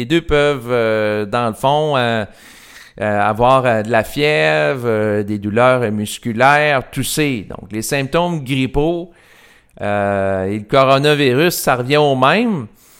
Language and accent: French; Quebec, Canada; je parle en tant que Québécois